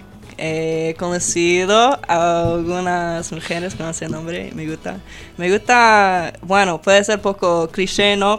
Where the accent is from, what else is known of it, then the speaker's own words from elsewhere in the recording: United States; Spanish is a second language; now in La Plata, Argentina; Soy de los Estados Unidos, pero he vivido acá en La Plata hace 5 meses.